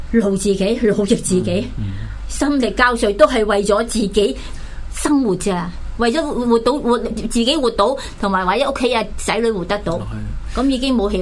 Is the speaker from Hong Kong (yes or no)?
yes; Hong Kong; 所以真的我们香港人要很珍惜我们即是我们本来有的东西